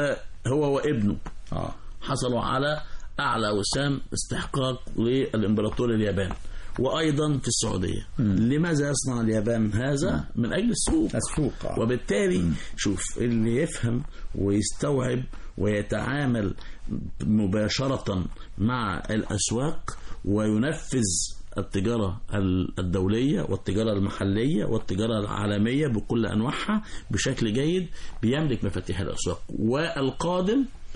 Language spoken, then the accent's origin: Arabic; Egypt; خلي بالك احنا مصريين شعب ذكي بالفطرة